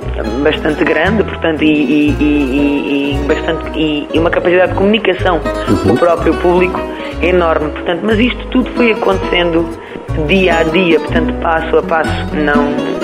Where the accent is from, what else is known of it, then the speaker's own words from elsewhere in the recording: Montoito, Évora, Portugal; accent: Alentejo; de onde sou, de onde nasci e criado, tanto em Évora, tanto mais propriamente em Montoito, portanto, Conselho de Redondo. Foi ali que nasci, foi ali que comecei a cantar aos 8 anos